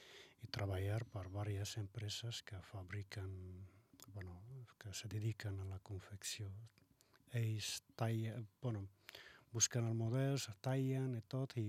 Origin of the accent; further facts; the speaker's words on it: Fes, Fès-Meknès, Morocco; now in Spain; soc de Fes, es diuen que és una capital cultural del Marroc, he nascut ahir, i he estudiat ahir fins a... Bueno, que he sortit del Marroc, he sortit directament de Fes fins a Catalunya.